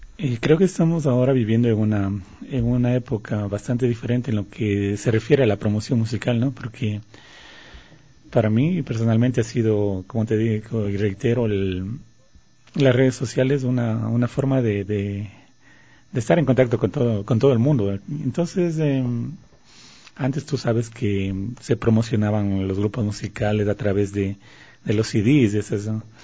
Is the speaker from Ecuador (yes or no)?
yes; Ecuador; a la mayoría de gente nos gusta porque somos ecuatorianos, porque lo llevamos en el corazón esa música